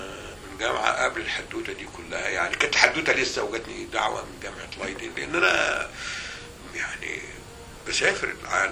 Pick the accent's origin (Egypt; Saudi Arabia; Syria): Egypt; موجود عندنا في مصر من الثمانينات